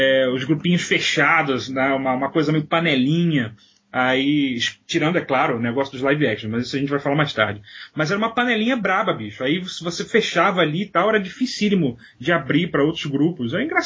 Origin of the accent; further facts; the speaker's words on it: Rio de Janeiro, Brazil; moved away as an adult; Saí do Rio e fui estudar em Campinas, na universidade.